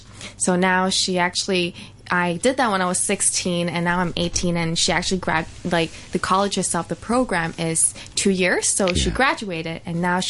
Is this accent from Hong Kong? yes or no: yes; Hong Kong; also born or lived in Shanghai / New York; Especially, you know, I'm from Hong Kong. I lived in Shanghai, and then okay. I moved to New York.